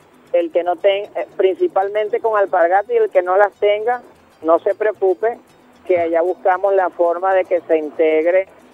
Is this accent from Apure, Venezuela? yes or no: yes; Apure, Venezuela; es una manifestación que traigo de mis raíces, de mi pueblo, Palmarí de Estado Apure.